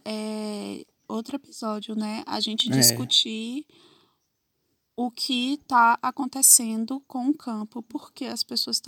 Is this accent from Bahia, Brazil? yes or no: yes; Salvador, Bahia, Brazil; acabei saindo do Brasil, morava em Salvador, né, aqui. Sou de Salvador, morava em Salvador e saí de Salvador e fui para metrópoles aí do mundo.